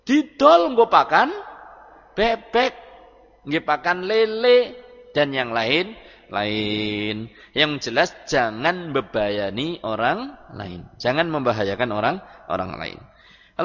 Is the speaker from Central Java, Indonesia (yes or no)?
yes; Prembun, Central Java, Indonesia; Kita punya kenalan di daerah Prembun, desa saya.